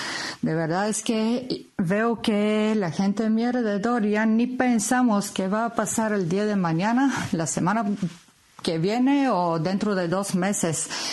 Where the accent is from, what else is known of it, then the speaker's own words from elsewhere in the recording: Bulgaria; Spanish is a second language; now in Bilbao, Spain; soy de Bulgaria, pero vivo ya muchos años en Bilbao.